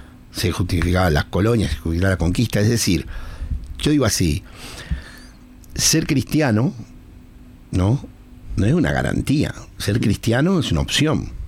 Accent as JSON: {"language": "Spanish", "country": "Uruguay", "said": "voy a decir lo que pienso yo como anglicano. No es como si dijéramos todos los uruguayos, no, yo lo que pienso yo como uruguayo"}